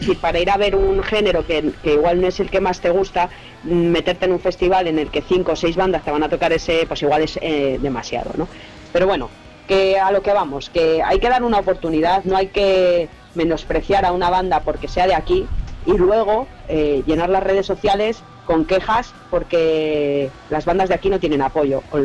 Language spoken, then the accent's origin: Spanish; Vitoria, Basque Country, Spain; son una banda de mi casa, yo también soy de Vitoria